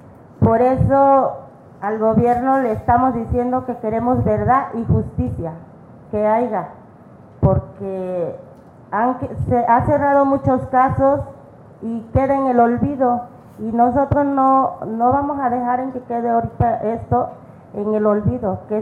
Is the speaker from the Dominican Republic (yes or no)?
no; Mexico; No somos contrarios, somos gente de México